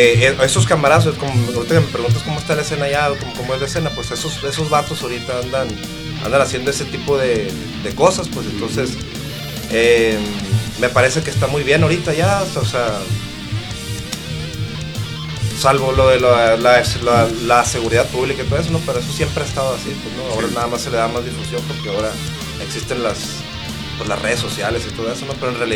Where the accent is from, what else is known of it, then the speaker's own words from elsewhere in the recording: Caborca, Sonora, Mexico; Yo soy de allá, de Caborca, ¿no?